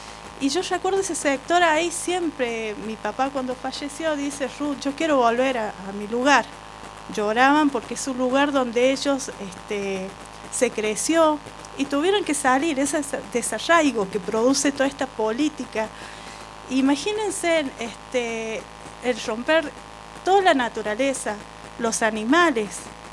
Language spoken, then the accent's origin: Spanish; Cruz del Eje, Córdoba, Argentina; Yo soy de acá de Cruz del Eje. Tengo sangre de San Marco, ancestral